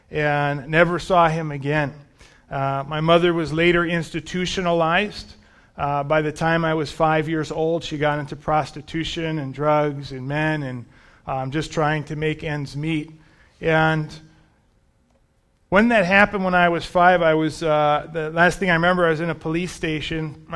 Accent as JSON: {"language": "English", "town": "Bronx", "region": "New York", "country": "United States", "tie": "born or raised there", "said": "And I grew up in the Bronx."}